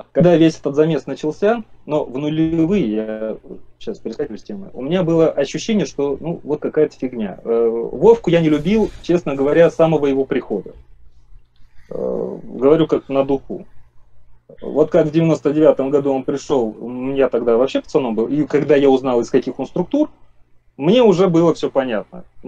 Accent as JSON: {"language": "Russian", "country": "Russia", "tie": "born or raised there", "said": "Вот я живу в России годами, ну... Блин, я, можно сказать, вырос в России."}